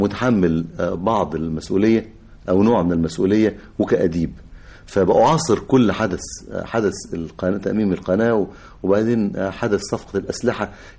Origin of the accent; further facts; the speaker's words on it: Egypt; وعارف كمصري وكمواطن بيقاسي وبيتمنى الخلاص لغاية ما حدثت الثورة